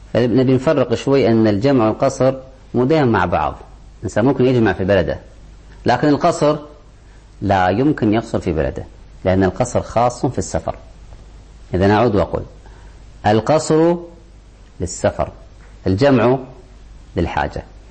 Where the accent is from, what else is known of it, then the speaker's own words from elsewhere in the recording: Kuwait; عندنا في الكويت، الكويت صغيرة كل حدودها داخل الحضر